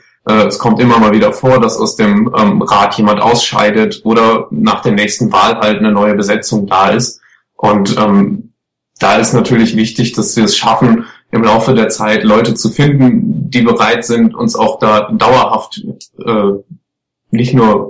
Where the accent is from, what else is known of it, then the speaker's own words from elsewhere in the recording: North Rhine-Westphalia, Germany; Das Ruhrgebiet ist und bleibt meine Heimat und das wird sich auch nicht ändern. Ich bin einfach froh, aus dieser Region, aus Nordrhein-Westfalen zu kommen